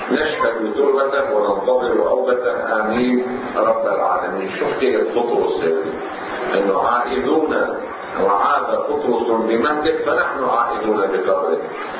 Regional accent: Lebanon; عندنا في لبنان

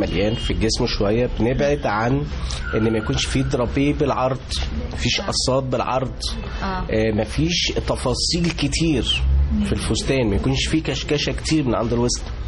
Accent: Egypt; وإحنا عندنا في مصر كمية بنات وناس بيشتغلوا في الهاند ميد رهيبة

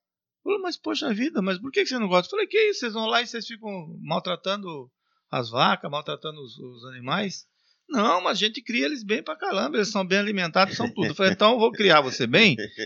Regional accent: Northeast Region, Brazil; Que eu sou nordestino e vaquejada no Nordeste é diferente dos rodeios aqui também

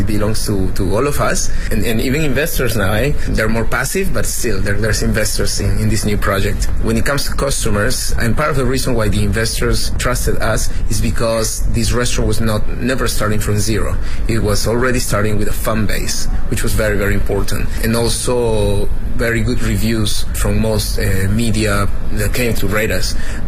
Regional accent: Lima, Peru; I'm from Lima, Peru, and I'm currently doing a couple of things.

